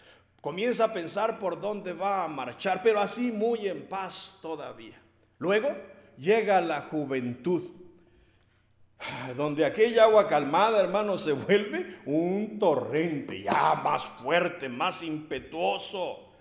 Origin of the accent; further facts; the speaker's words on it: Mexico; nuestro himno nacional mexicano, de los que somos mexicanos